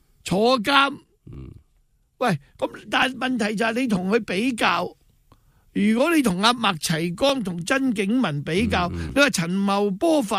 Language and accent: Cantonese; Hong Kong; 即系我哋香港人就点解我哋香港人折堕到而家要接受呢啲人先得噶？